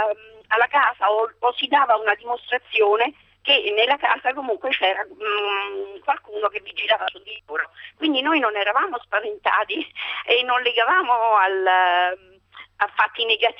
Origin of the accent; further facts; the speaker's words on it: Frosinone, Lazio, Italy; Io sono Ciociara e volevo dirle che a Frosinone noi bambini partecipavamo subito dopo la guerra, io sono nata nel 47